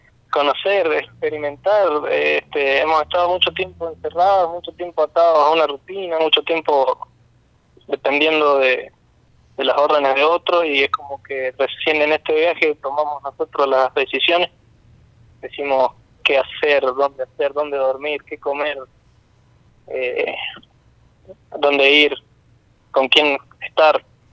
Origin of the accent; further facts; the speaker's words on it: San Martín, Mendoza, Argentina; Nosotros somos de Mendoza, de San Martín, de Rivadavia. San Martín y Rivadavia.